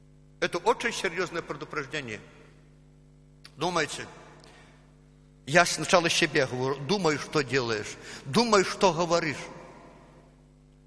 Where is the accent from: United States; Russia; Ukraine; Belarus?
Belarus; accent: Belarusian; Ну, мы белорусы. Мы белорусы, потом у нас белорусский акцент, и нам простительно, что мы иногда уже привыкли к своему лексикону.